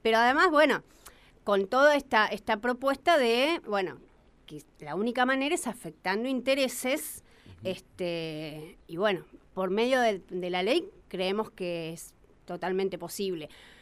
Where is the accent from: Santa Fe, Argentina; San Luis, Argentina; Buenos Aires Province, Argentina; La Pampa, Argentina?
La Pampa, Argentina; General Pico; Yo soy de General Pico.